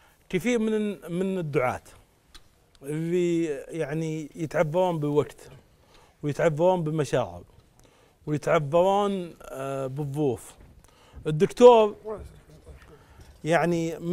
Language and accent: Arabic; Saudi Arabia; من السعوديه